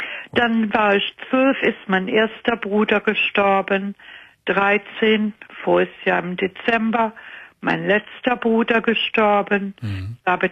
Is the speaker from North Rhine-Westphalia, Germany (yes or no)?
yes; Cologne, North Rhine-Westphalia, Germany; accent: Rhenish; Ja, ich komme aus Köln.